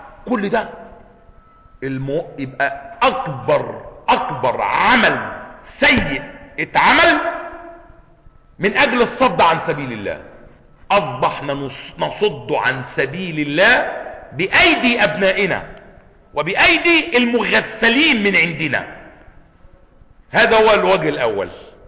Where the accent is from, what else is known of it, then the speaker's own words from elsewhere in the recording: Cairo, Cairo Governorate, Egypt; إحنا عندنا بيوت هنا في القاهرة